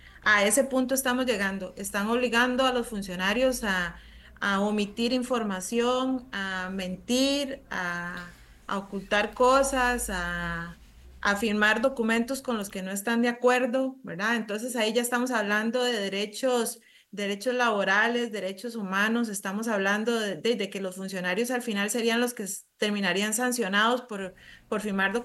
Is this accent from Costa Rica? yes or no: yes; Pérez Zeledón, San José, Costa Rica; somos coterráneos, los dos somos de Pérez Zeledón, nos conocemos hace muchos años.